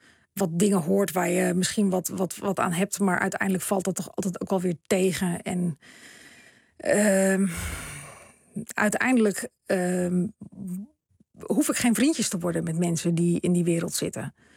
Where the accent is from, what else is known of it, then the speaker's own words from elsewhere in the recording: Ouderkerk aan den IJssel, South Holland, Netherlands; born there; Dus over Oudekerk, waar ik geboren ben, Krimpen aan de IJssel, Capelle aan de IJssel.